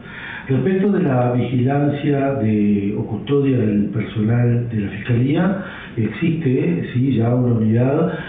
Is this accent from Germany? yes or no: no; Uruguay; Somos muy uruguayos en este aspecto y somos bastante distraídos a la hora de tomar este tipo de medidas.